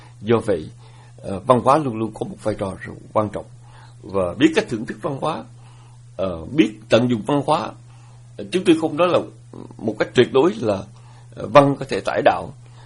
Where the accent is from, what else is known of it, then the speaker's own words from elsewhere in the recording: Southern Vietnam, Vietnam; chúng tôi nhớ rằng một cái thời còn nhỏ mà chúng tôi lớn lên ở miền Nam nước Việt, thì miền Nam nước Việt là nơi ảnh hưởng của những câu hò, điệu hát, những câu thơ lục bát.